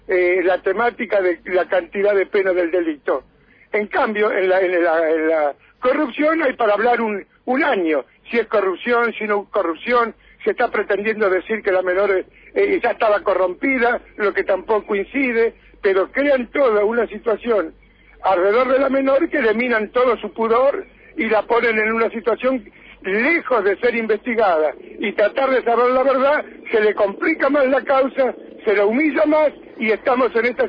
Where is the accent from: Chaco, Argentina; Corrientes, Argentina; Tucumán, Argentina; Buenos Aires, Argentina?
Buenos Aires, Argentina; now in General Villegas, Argentina; No, yo soy de Buenos Aires, hace 35 años que estoy en Villegas.